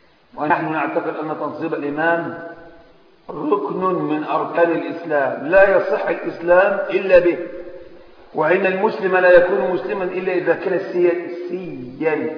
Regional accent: Egypt; طبعا احنا من مصر

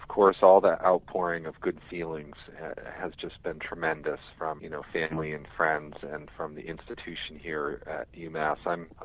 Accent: Azores, Portugal; I know I'm from the Azores and one quarter Italian, too

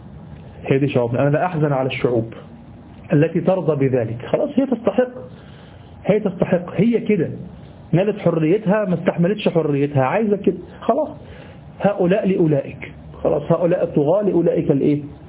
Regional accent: Egypt; في حاجة غريبة عندنا في مصر، في حاجة غريبة يعني

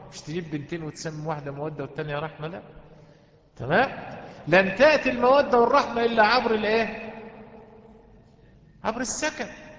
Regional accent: Egypt; قصة وقعت عندنا في مصر من كام سنة كده

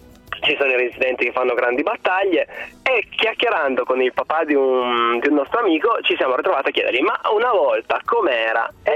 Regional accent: Piedmont, Italy; now in Florence, Italy; Io sono vivo a Firenze, ma non ho detto fiorentino, sono di adozione, sono piemontese, fiorentini si nasce, io sono vivo a Firenze.

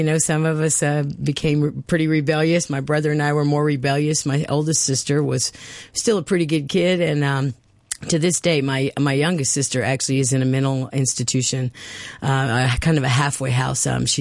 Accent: Mendenhall, Mississippi, United States; I was born in Mendenhall, Mississippi. Born actually in Jackson, but we lived in Mendenhall, which is about 26 miles southeast of Jackson.

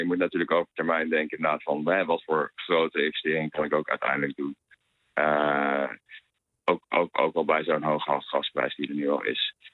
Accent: Netherlands; Maar wij als Nederlanders zelf... ook al bij de huidige gasprijzen zijn er enorm bij gebaat

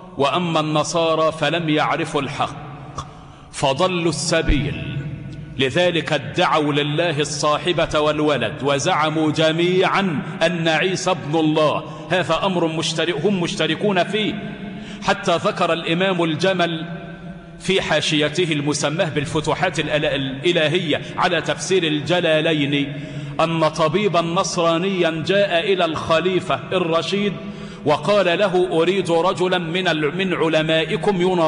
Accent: Egypt; واجعل بلدنا مصر آمنة

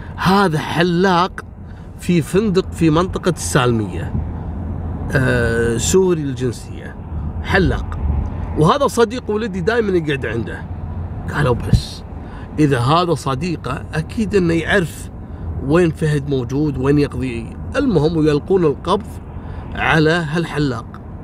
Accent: Kuwait; لكن عندنا في الكويت كانت هذه أول حادثة تحصل

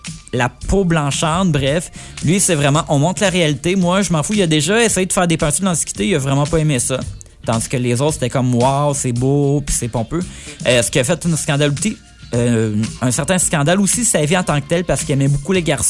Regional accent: Italy; accent: Italian; French is a second language; Excusez-moi mon accent italien.

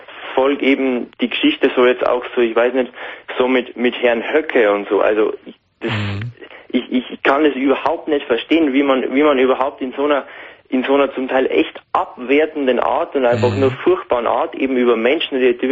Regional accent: Bavaria, Germany; aber bei uns natürlich in Bayern kommt eben das Problem hinzu, dass wir eben mit unserem mit unserem Dialekt, genau.

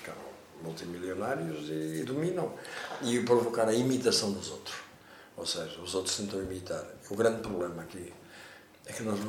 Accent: Portugal; quando temos 48 anos de fascismo em Portugal

